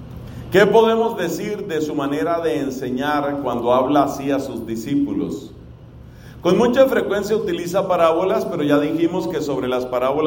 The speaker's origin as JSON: {"language": "Spanish", "country": "Colombia", "said": "que yo la he oído muchas veces en mi país. Tal vez usted la haya escuchado también aquí."}